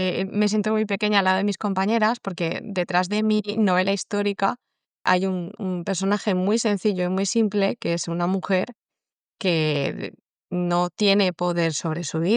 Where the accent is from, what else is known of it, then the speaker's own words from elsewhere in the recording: Alicante, Valencian Community, Spain; Yo soy alicantina, mi abuela es alicantina.